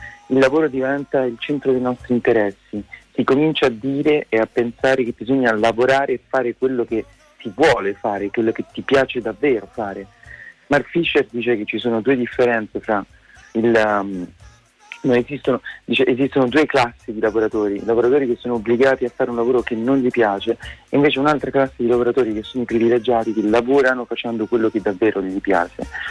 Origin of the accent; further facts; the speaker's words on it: Rome, Lazio, Italy; Io sono di Roma